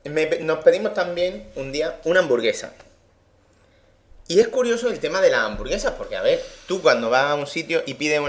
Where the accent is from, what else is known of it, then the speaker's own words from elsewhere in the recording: A Coruña, Galicia, Spain; Pero sin embargo, un sitio localizable, si soy de Coruña...